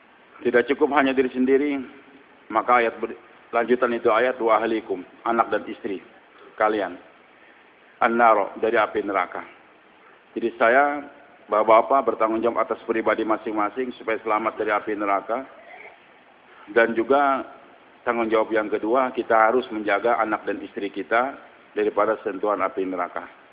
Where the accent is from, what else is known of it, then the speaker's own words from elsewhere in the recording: Banjarmasin, South Kalimantan, Indonesia; born there; Saya ini lahir di Banjarmasin.